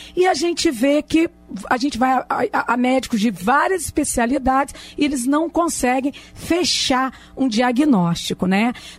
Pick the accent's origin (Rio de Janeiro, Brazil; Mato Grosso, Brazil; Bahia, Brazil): Rio de Janeiro, Brazil; Campos dos Goytacazes; quando eu era criança, eu sou do interior de Campos dos Goytacazes